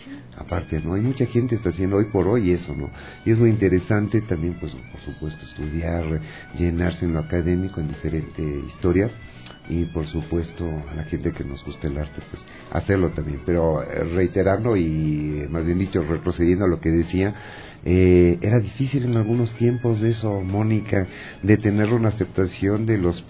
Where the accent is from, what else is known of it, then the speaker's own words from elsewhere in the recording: Ecuador; Esto es arte, esto es cultura, somos de Ecuador, se dan cosas importantes.